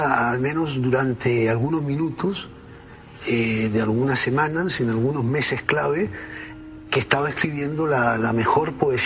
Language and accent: Spanish; Chile; No, yo creo que soy un escritor chileno.